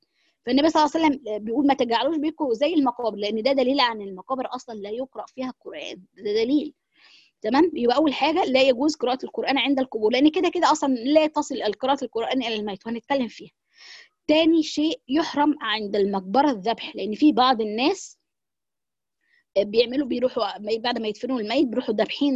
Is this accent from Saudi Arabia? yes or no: no; Egypt; وده طبعا عندنا في مصر بيبقى كتير، او معرفش في الدولة العربية الكلام ده